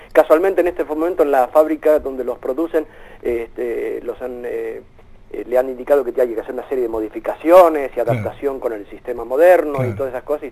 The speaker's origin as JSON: {"language": "Spanish", "country": "Argentina", "said": "yo, por ejemplo, no me embandero como argentino, sino me embandero más como latino."}